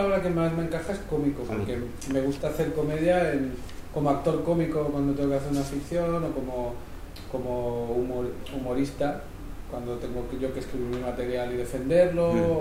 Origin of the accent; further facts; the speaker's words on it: Cardona, Catalonia, Spain; y en mi pueblo, en Cardona, hay una fortaleza medieval muy grande.